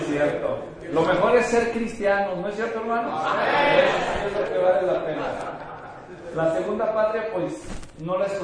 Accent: Mexico; El pastor Enrique es colombiano y yo soy mexicano, así que si de vez en cuando usamos expresiones regionales, pues a eso se debe

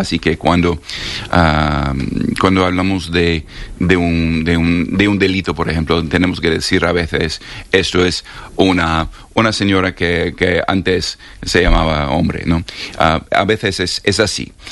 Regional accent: New York, United States; also born or lived in Berlin, Germany; Y yo dije, soy de Nueva York.

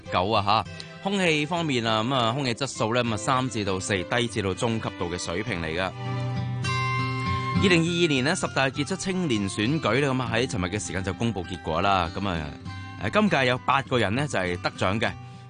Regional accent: Hong Kong; 我哋香港人

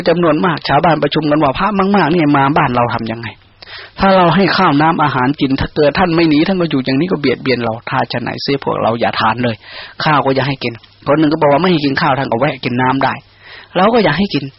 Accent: Isan, Thailand; born there; พวกเราชาตินี้ได้มาเกิดในภาคอีสานที่มันอดอยากขาดแคลน

